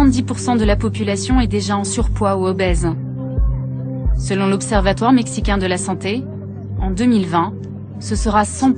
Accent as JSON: {"language": "French", "country": "France", "said": "Je viens de France pour être avec vous aujourd'hui."}